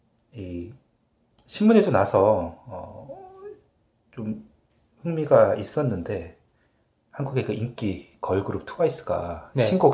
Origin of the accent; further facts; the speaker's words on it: South Korea; now in Canada; 한국 사람이다 보니까.